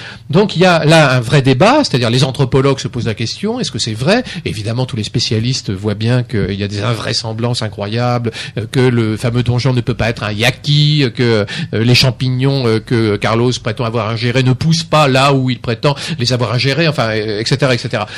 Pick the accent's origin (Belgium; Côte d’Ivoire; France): France; j'ai été bridé par le fait que je suis français.